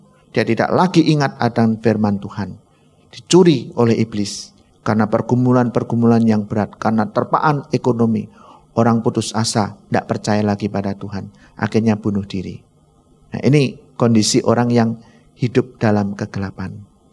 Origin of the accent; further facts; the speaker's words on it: Bojonegoro, East Java, Indonesia; Saya orang Bojonegoro.